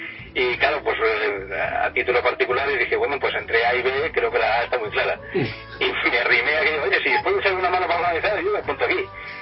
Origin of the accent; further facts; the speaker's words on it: Burjassot, Valencian Community, Spain; yo soy de Burjasot, entre comillas. Yo vivía en Burjasot